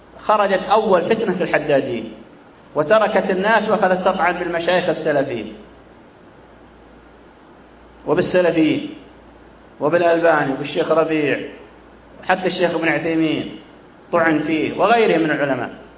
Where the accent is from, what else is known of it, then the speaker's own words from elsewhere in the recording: Saudi Arabia; ثم حصلت تفجيرات عندنا في السعودية كثيرة